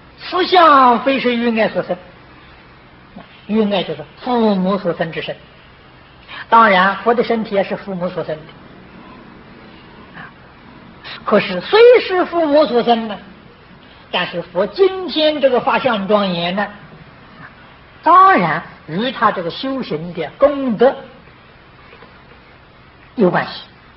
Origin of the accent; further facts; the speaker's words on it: China; 我们是现代人，又不是古人。我是中国人，又不是印度人